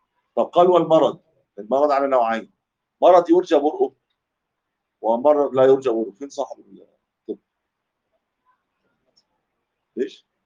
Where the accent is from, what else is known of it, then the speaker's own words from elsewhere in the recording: Egypt; دي كلمه بتاع دي ما تلاقيش عندنا في مصر